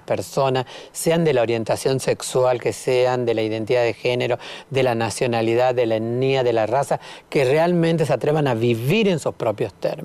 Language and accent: Spanish; Salta, Argentina; yo cuando digo soy salteña, y soy todo lo que la salteñidad es, digamos. Soy fruto de esa salteñidad.